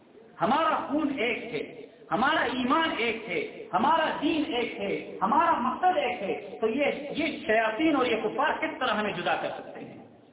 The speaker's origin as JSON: {"language": "Urdu", "country": "Pakistan", "said": "میں پاکستان سے تعلق رکھتا ہوں"}